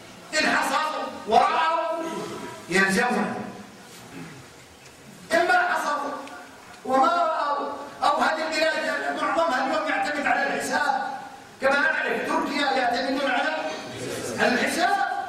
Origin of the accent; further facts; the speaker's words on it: Kuwait; احنا عندنا في الكويت لا يروح عند البحر